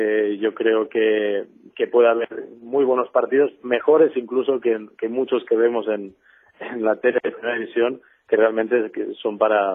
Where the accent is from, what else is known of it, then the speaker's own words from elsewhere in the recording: Huesca, Aragon, Spain; now in Graus, Spain; resido en Graus entre semana. O sea, soy de Huesca, pero entre semana por razones laborales, pues estoy en Graus. Es mi segunda casa.